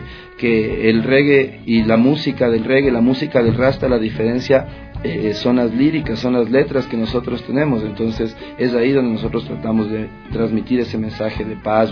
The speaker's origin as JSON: {"language": "Spanish", "town": "Quito", "region": "Pichincha", "country": "Ecuador", "tie": "born there", "said": "nosotros somos gente de acá, somos nacidos en Quito, somos nacidos en Ecuador, y somos gente que conservamos las raíces, ¿no?"}